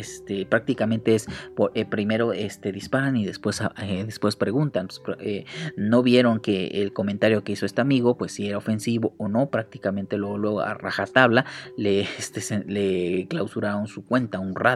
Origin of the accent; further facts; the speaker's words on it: Mexico; como mexicanos nos debe interesar